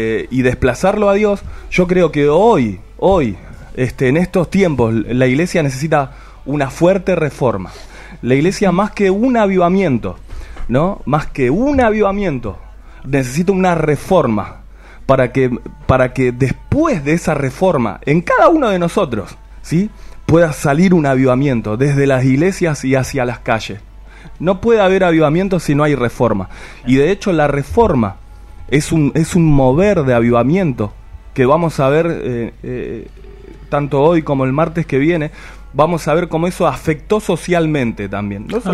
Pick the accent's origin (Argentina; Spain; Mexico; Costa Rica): Argentina; Quilmes, Buenos Aires Province; no sé cómo será en otro lado, yo soy de Quilmes.